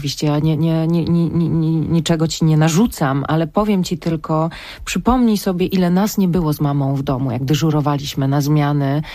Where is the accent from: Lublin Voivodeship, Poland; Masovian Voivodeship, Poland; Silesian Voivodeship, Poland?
Silesian Voivodeship, Poland; jestem Ślązaczką